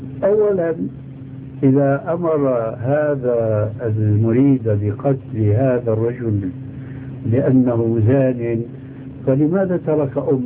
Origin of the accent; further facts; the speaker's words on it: Syria; وكل مين يقول عندنا في الشام كل مين على دينه الله يعينه